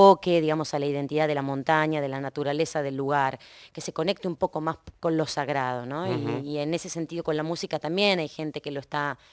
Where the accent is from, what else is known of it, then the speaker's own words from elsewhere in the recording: Río Grande, Tierra del Fuego, Argentina; en toda la Patagonia se repite eso, y más en mi pueblo, Río Grande.